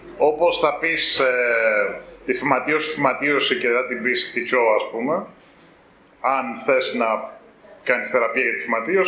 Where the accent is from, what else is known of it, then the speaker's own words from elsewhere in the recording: Cyprus; Λέω γιατί εγώ είμαι Κύπρια, η πατρίδα μου κατέχεται